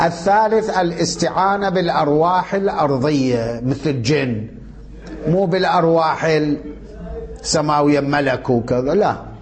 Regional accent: Iraq; احنا عندنا بالعراق كان يقولوا له ملبس

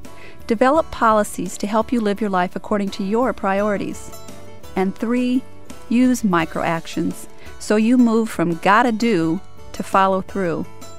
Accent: United States; I was doing what I got rewarded for as an American.

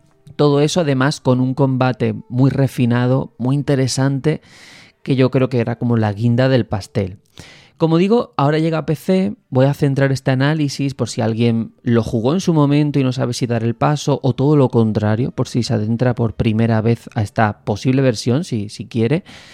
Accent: Andalusia, Spain; cada vez que digo el nombre temo equivocarme porque como andaluz me resulta un poco complicado

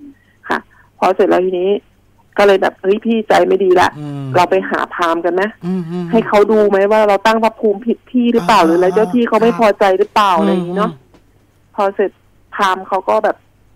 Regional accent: Phetchabun, Thailand; หนูอะเป็นคนเพชรบูรณ์เนาะตอนนั้นหนูถือโอกาสกลับบ้าน

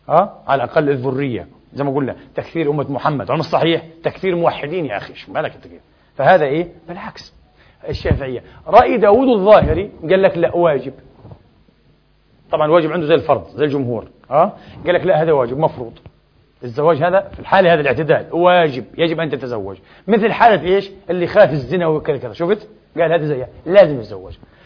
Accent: Egypt; احنا مصريين يا حبيبي

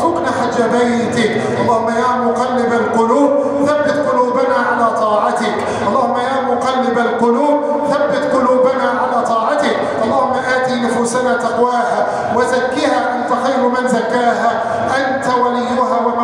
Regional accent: Egypt; احفظ بلادنا مصر وسائر بلاد المسلمين

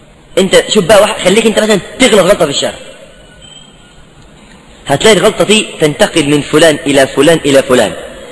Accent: Egypt; واحنا شعب مصري يحب يعني ايه يخلي قصه محبوكه

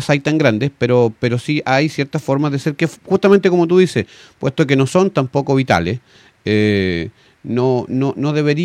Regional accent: Chile; nosotros podemos reunirnos como identidad chilena, porque efectivamente tenemos cosas que nos identifican, con las cuales nacemos muchas veces

